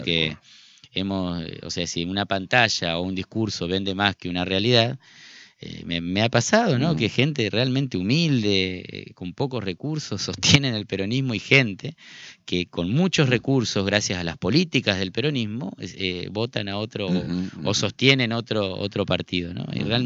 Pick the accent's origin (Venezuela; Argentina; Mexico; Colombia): Argentina; Nuestra identidad como argentino, nuestra cultura, nuestros derechos